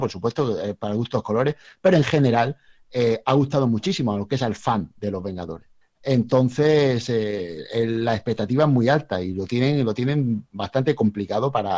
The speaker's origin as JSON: {"language": "Spanish", "country": "Spain", "said": "Yo soy, yo soy español."}